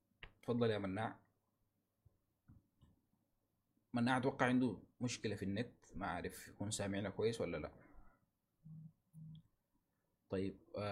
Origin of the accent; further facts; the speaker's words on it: Sudan; فنحن هنا عايزين نتكلم عن مشاكلنا نحن كسودانيين أو المشاكل اللي بتواجهنا في المجتمع السوداني